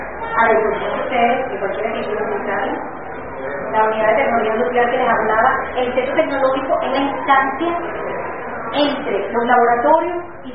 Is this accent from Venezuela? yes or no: yes; Venezuela; es importante que nosotros, como venezolanos, la entendamos como nuestro patrimonio y la defendamos